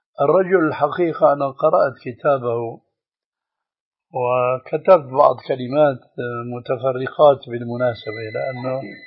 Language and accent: Arabic; Syria; والله هذا يعني في عبارة عندنا في سوريا تقال نجبله